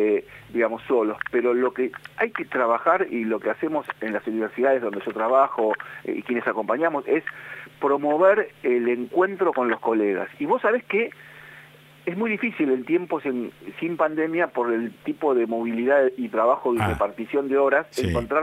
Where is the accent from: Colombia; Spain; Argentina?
Argentina; nosotros tenemos solo tres leyes nacionales en nuestra historia como argentinos.